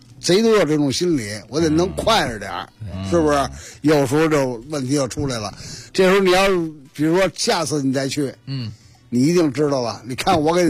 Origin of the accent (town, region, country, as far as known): Beijing, China